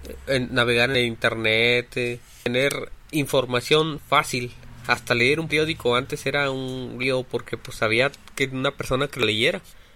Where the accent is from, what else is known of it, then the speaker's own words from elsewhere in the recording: Mexico; de México, tengo 29 años y soy ciego desde los 17.